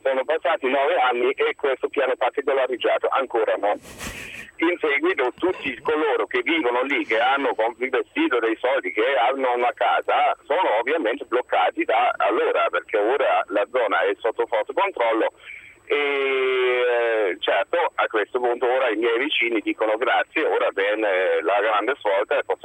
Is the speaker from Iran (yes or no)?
no; Germany; Italian is a second language; now in Rome, Italy; Io sono tedesco, vivo in Italia da 12 anni, sono laureato in pianificazione territoriale in Germania